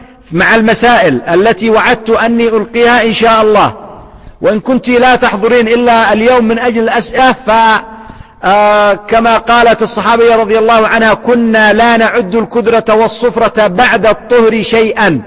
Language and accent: Arabic; Yemen; أو خبزا نسميه عندنا في اليمن فتة بالحليب